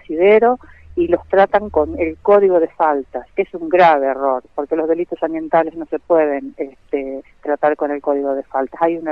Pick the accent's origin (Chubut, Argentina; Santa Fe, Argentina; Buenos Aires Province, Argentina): Santa Fe, Argentina; A mí me daría vergüenza como santafesino.